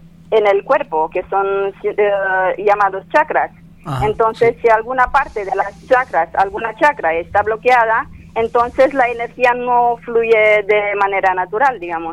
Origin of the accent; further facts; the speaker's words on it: Romania; Spanish is a second language; Soy de Rumanía.